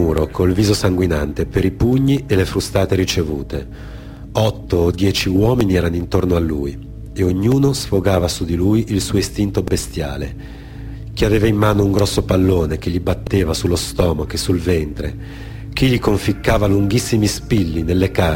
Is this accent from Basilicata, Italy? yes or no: no; Genoa, Liguria, Italy; Io sono genovese